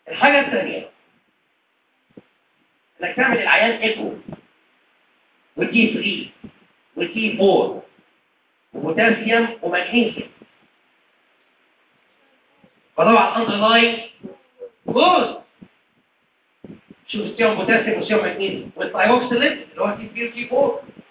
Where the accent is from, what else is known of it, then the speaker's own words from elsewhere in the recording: Egypt; دي حاجة موجودة بره بس مش موجودة عندنا في مصر